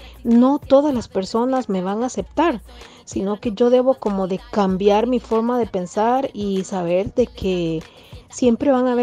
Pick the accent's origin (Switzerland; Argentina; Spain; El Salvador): El Salvador; now in Costa Rica; como mujer salvadoreña, viviendo acá en Costa Rica